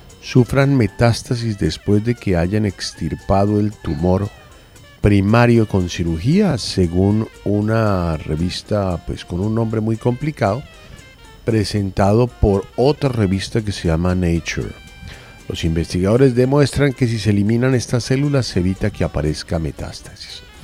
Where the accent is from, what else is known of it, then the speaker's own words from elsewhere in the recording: Lebanon; el poder de mi tierra, de los árabes, yo soy libanés.